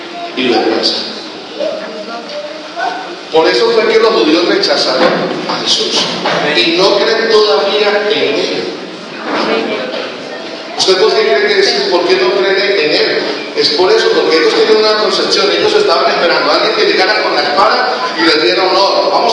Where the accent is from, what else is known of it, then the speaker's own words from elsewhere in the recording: Colombia; porque nosotros pensamos como colombianos